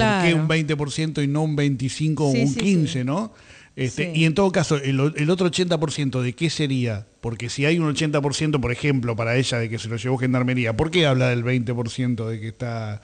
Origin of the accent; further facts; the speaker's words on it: Buenos Aires, Argentina; Y Mataderos estamos ahí en el medio, pero somos de acá. Somos de Buenos